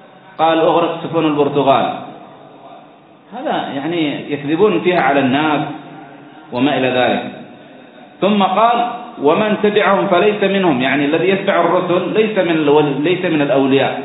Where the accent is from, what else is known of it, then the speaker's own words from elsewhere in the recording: Aden, Yemen; لماذا عمرت بريطانيا؟ لماذا عمرت عندنا في عدن؟